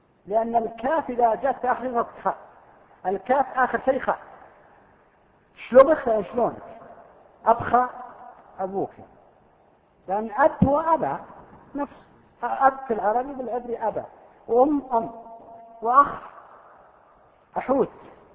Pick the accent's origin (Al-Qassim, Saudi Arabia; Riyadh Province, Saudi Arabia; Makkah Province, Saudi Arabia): Al-Qassim, Saudi Arabia; حرف مستعمل عندنا في القصيم